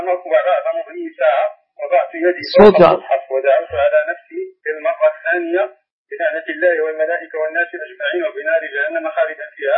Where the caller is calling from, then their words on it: Morocco; أنا خارج من المغرب